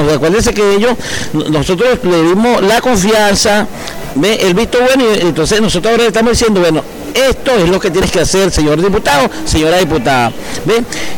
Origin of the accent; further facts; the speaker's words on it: Venezuela; nuestro territorio, que nos pertenece a nosotros como venezolanos.